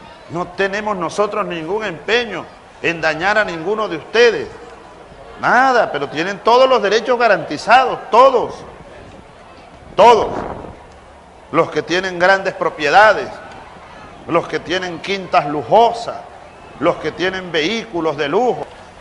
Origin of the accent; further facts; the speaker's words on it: Venezuela; como hermanos, como compatriotas venezolanos